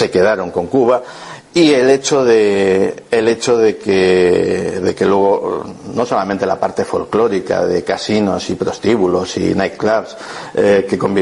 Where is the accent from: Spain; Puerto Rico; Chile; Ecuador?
Spain; Esto que estáis viendo es una cosa que a nosotros como españoles nos atañe bastante